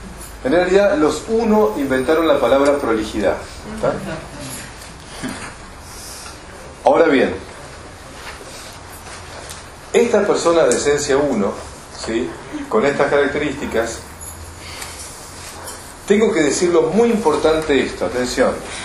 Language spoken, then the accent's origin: Spanish; Argentina; Como buenos argentinos que somos